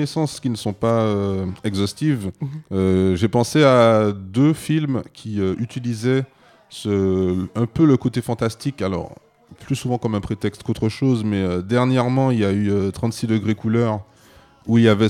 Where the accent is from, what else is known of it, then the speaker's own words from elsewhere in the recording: Martinique; Alors moi, je suis martiniquais